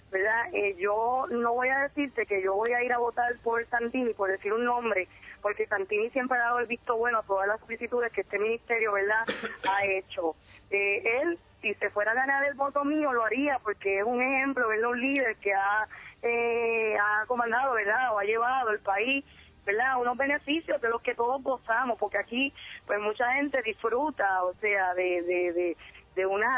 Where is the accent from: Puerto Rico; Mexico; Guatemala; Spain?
Puerto Rico; somos boricuas, ¿verdad? Somos puertorriqueños, siempre nos preguntan de qué ciudadanía son, y somos cristianos, pero también somos puertorriqueños, somos ciudadanos americanos